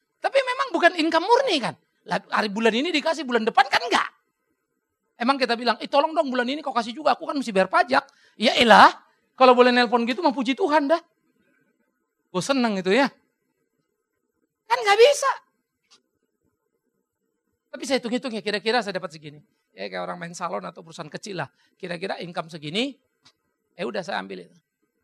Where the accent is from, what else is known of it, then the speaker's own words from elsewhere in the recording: Germany; Kita orang Jerman maka selalu pikir, banyak teman-teman juga selalu lihat, emang kalau orang ke gereja jadi baik?